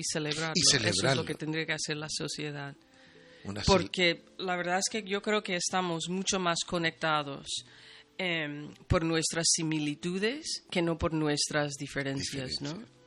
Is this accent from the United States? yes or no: yes; United States; soy norteamericana, afroamericana, más bien dicho.